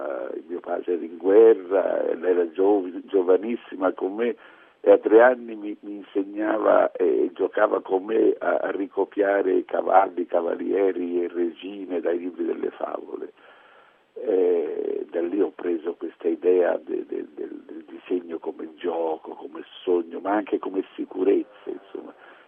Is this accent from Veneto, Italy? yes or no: no; Tuscany, Italy; avevo una delusione tale che da buon toscano, devo dire, ho girato questa tristezza in una forma ironica